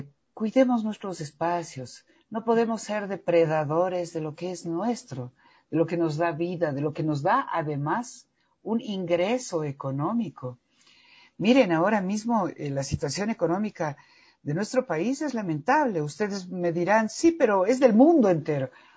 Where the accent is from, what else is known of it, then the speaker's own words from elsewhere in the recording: Ecuador; ¿en qué estoy fallando yo como persona, como ecuatoriano, como padre de familia, como madre de familia, como ser humano?